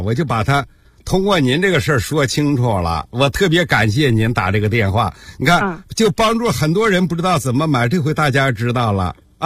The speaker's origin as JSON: {"language": "Chinese", "region": "Hebei", "country": "China", "said": "咱们过去小时候，咱们河北人不愿意吃这个面嘛"}